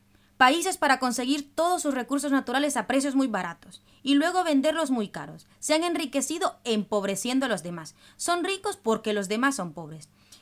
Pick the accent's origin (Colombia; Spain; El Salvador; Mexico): El Salvador; Yo soy de El Salvador, y este país se especializó en perder